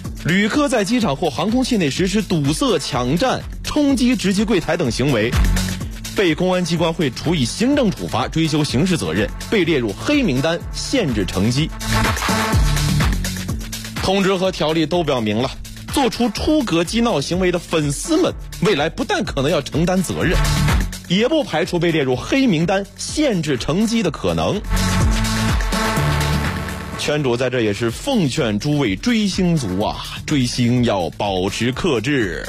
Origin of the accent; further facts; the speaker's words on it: Hebei, China; 我是河北人，模仿一下东北口音